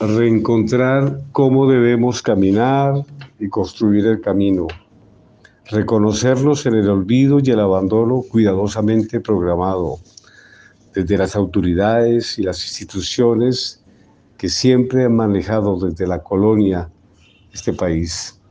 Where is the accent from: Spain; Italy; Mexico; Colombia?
Colombia; Hablar de mi país, Colombia, como ciudadano, es hablar recordando mi infancia, mi pueblo